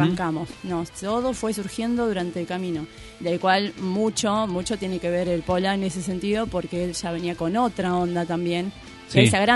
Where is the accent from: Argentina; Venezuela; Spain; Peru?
Argentina; Mar del Plata, Buenos Aires Province; yo soy de Mar del Plata, tengo buenos amigos en Mar del Plata.